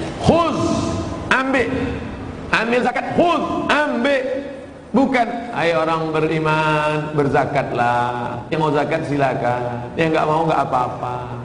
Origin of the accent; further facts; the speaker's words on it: Riau, Indonesia; Di kampung saya di Riau, ada kabupaten 10 miliar.